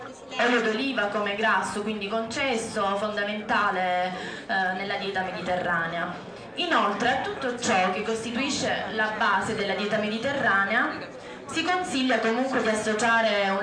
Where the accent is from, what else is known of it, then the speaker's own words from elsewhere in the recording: Manduria, Apulia, Italy; vengo dalla Puglia, in particolare Manduria, provincia di Taranto.